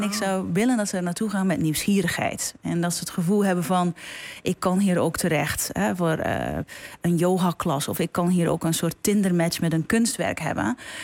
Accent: Belgium; now in Netherlands; En ik kom zelf uit België. In Nederland heb ik ook moeten wennen van hoe functioneren dingen.

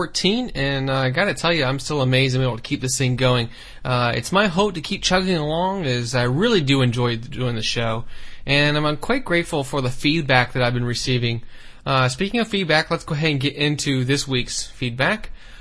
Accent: San Francisco, California, United States; Brendan, who's also from my hometown, San Francisco

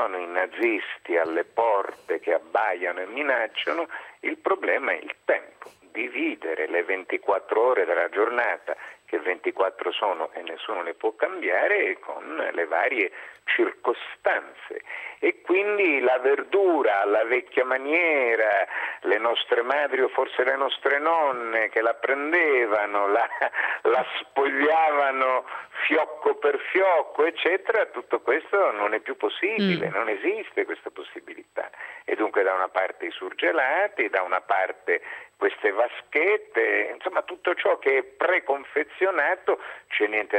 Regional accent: Catania, Sicily, Italy; io sono nato a Catania, della mia infanzia, della mia giovinezza, stiamo parlando degli ultimi anni 50

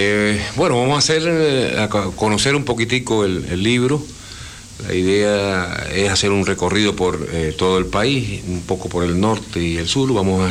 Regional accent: Cuba; se lo quiero agradecer como cubano, que también estamos aquí

